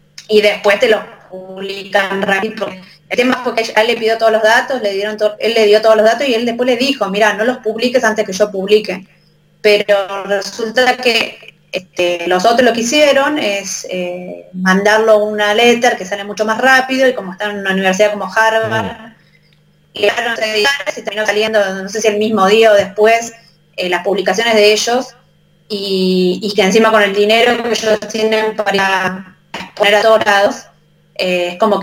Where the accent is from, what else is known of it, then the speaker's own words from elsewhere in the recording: Argentina; los primeros autores somos todos argentinos.